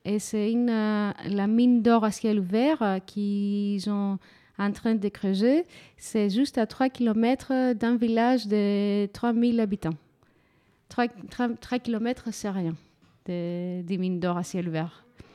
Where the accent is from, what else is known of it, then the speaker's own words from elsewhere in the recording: Thessaloniki, Central Macedonia, Greece; Moi, Je suis de Thessaloniki, c'est au nord de la Grèce, juste pour mettre un peu géographiquement où on est.